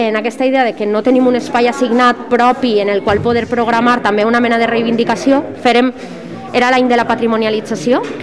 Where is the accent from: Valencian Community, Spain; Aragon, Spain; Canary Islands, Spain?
Valencian Community, Spain; Dénia; mi mejor amiga de Denia, yo soy de Denia